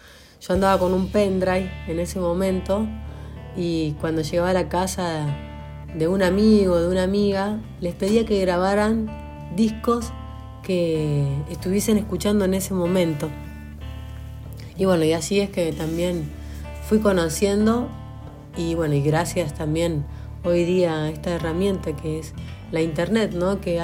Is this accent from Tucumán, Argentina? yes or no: no; Luiggi, La Pampa, Argentina; moved away as an adult; also born or lived in Buenos Aires; now in Agua de Oro, Argentina; Desde chica, viviendo en Luigi, en mi pueblo